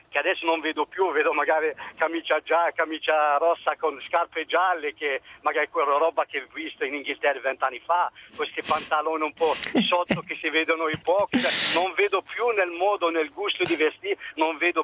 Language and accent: Italian; Algeria; Italian is a second language; now in Italy; Io dico, da straniero, prima per noi, io sono algerino